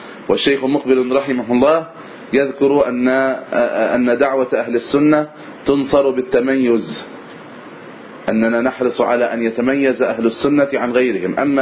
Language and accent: Arabic; Egypt; نريد أن يكون عندنا في مصر هنا مثلا جامعة إسلامية سلفية رسمية